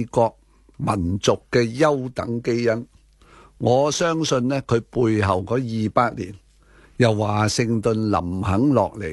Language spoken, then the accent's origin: Cantonese; Hong Kong; 这个令到我们香港人都